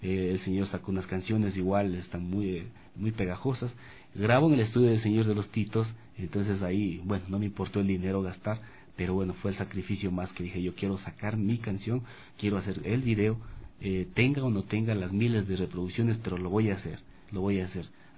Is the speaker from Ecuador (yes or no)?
yes; Ambato, Tungurahua, Ecuador; now in Quito, Ecuador; Yo soy de Ambato, como les había comentado, pero aquí en la capital tengo amigos